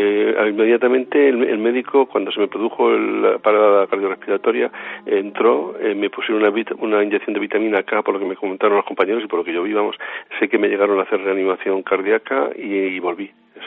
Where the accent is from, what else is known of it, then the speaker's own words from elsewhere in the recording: Alarcón, Castilla-La Mancha, Spain; el pantano de mi pueblo, el pantano de Alarcón